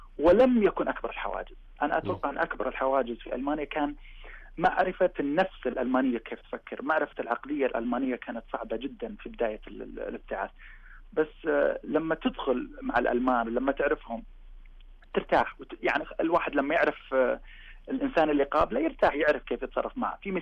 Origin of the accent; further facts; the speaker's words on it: Saudi Arabia; بديت أطبق نفس التطبيق اللي جيت فيه من السعودية، لأن أنا نجحت في السعودية